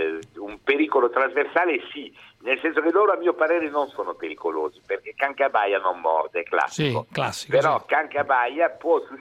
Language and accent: Italian; France; Italian is a second language; moved away as an adult; now in Italy; Io sono venuto in Italia a 18 anni da francese